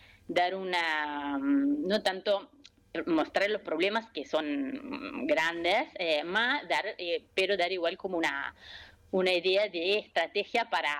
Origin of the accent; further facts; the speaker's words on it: Italy; Yo soy italiana, pero me siento argentina, estoy ahora acá en Italia, extraño un montón